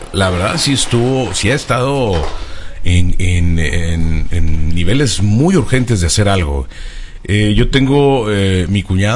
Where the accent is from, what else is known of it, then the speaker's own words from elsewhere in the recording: northern Mexico, Mexico; soy un norteño hablando así, sí, chilangoma.